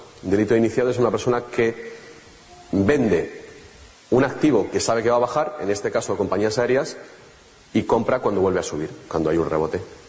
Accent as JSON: {"language": "Spanish", "country": "Spain", "said": "nosotros como españoles nos llega especialmente"}